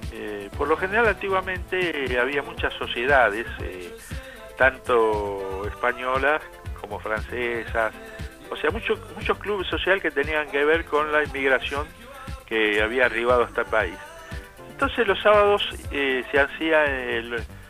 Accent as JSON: {"language": "Spanish", "region": "Buenos Aires", "country": "Argentina", "tie": "born there", "said": "yo que nací en San Telmo, ahí en la calle Chacabuco, entre Estados Unidos e Independencia, donde vivía una tía mía, yo nací en la cama de una tía."}